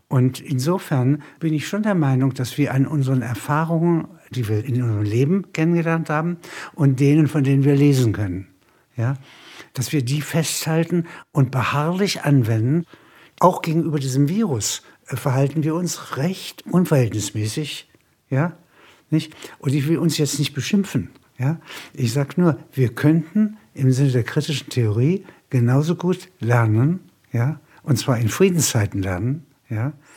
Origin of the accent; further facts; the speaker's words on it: Halberstadt, Saxony-Anhalt, Germany; eine Backsteinstadt, wie meine Heimatstadt, zerstört wird, hier Zementbauten zerstört werden. Das ist viel wüstenähnlicher. Wir haben in Halberstadt weiße Fahnen gehängt.